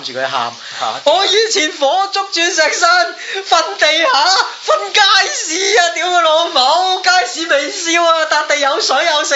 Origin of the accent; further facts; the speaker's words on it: Hong Kong; 你喺呢件事上面反映到我哋香港人係一個非常之愚弱嘅社群。